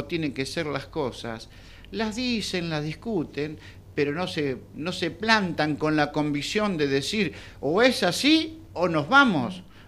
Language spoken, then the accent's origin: Spanish; Argentina; Entonces yo pienso hoy como argentino